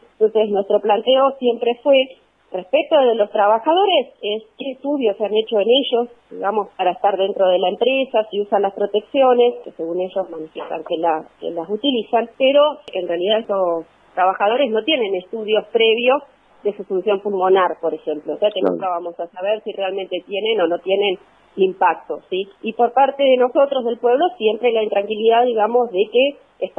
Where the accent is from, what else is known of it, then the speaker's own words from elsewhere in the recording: Comodoro Rivadavia, Chubut, Argentina; now in Trelew, Argentina; soy oriunda de Comodoro Rivadavia, en mi residencia en Comodoro y ahora estoy trabajando en el Hospital Zonal de Trelew.